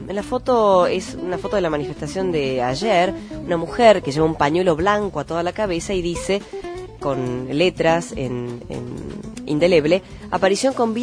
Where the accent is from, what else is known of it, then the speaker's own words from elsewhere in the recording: Rosario, Santa Fe, Argentina; Soy de Rosario.